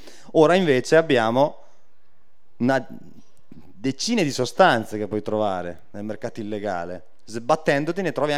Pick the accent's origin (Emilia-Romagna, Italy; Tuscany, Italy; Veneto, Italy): Emilia-Romagna, Italy; anche io vengo dalla provincia di Reggio Emilia, quindi paesetti di 5.000 abitanti in cui ti trovi a crescere